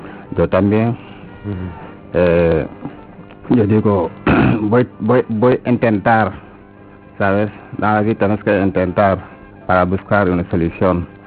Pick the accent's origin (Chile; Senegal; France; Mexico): Senegal; Spanish is a second language; moved away as an adult; now in Spain; Sí, vengo de Senegal.